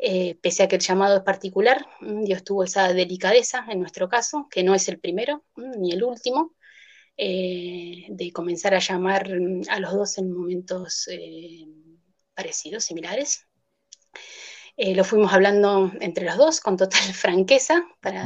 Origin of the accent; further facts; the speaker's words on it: La Plata, Buenos Aires Province, Argentina; soy de La Plata, de Argentina, de La Plata. Fui a un colegio estatal, de una familia católica